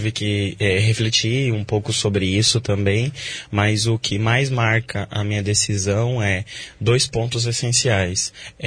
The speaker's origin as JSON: {"language": "Portuguese", "town": "Medianeira", "region": "Paraná", "country": "Brazil", "lives_now": "Foz do Iguaçu, Brazil", "said": "eu sou de Medianeira, vim para Foz do Iguaçu, vai fazer 4 anos. Sou estudante de História e Licenciatura da UNILA."}